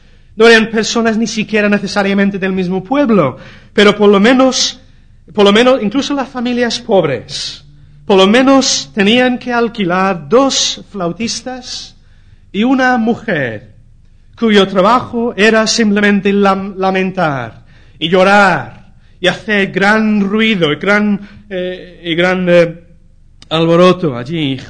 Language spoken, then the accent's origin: Spanish; England, United Kingdom; Spanish is a second language; now in Spain; En mi país, en Inglaterra, la cultura es muy diferente. Por ejemplo, a la cultura aquí en España